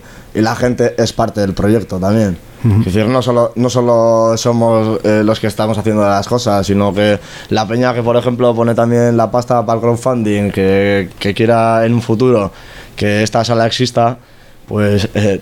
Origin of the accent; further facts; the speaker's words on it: Bilbao, Basque Country, Spain; pues somos peña de Deusto.